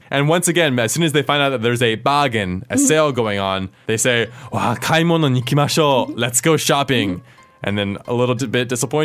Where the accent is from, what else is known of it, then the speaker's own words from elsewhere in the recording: United States; One reason for that is, as an American, I love being sarcastic.